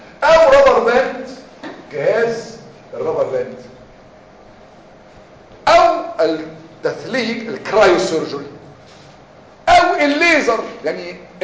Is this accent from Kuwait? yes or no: no; Egypt; يعني ما فيش انا واحد مصري وعالم